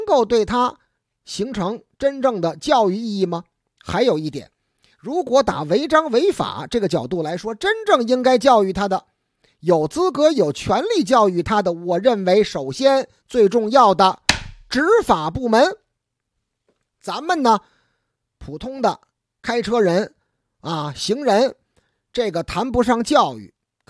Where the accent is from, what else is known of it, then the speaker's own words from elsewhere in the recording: Beijing, China; 咱们北京人呐讲究礼数。